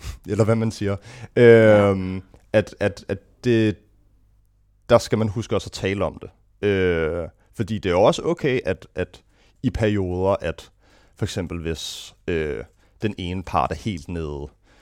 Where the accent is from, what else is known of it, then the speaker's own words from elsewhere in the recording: Gentofte, Capital Region of Denmark, Denmark; Jamen, jeg er født og opvokset i Gentofte. Faktisk kun, jeg tror, 4 kilometer fra her